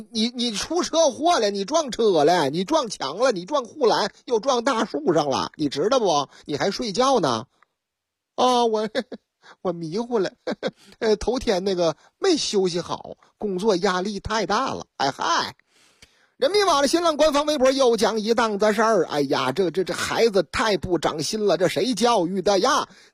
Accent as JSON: {"language": "Chinese", "town": "Shenyang", "region": "Liaoning", "country": "China", "tie": "born or raised there", "said": "这事情还真是在我老家发生的，辽宁大沈阳"}